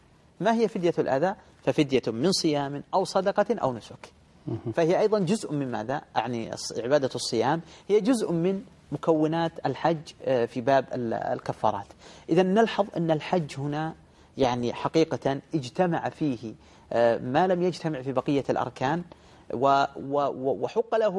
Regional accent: Saudi Arabia; يعني مثلا عندنا في المملكة العربية السعودية الآن عدد السكان 20 مليون

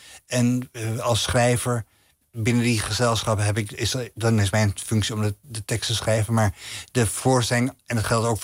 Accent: Amsterdam, North Holland, Netherlands; En ik ging dan met mijn moeder twee keer per week naar de openbare bibliotheek bij ons in Nieuw-West, in Slotermeer, in Amsterdam.

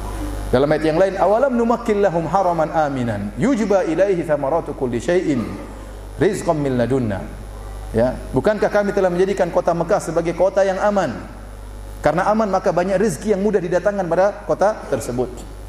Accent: Indonesia; Dari mana? Indonesia.

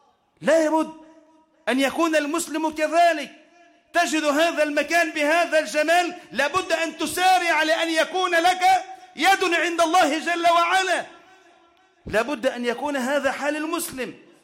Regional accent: Egypt; اللهم اجعل بلدنا مصر واحة للأمن والأمان والسلامة

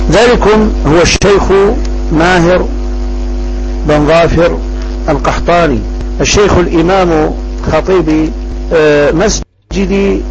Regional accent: Ferdjioua, Mila Province, Algeria; لما استقبلناه من بلدتنا فرجيوة، خرجنا منها

